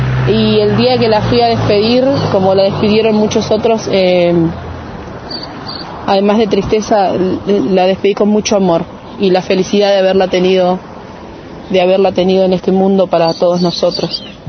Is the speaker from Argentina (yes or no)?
yes; Choele Choel, Río Negro, Argentina; de Chuelechuel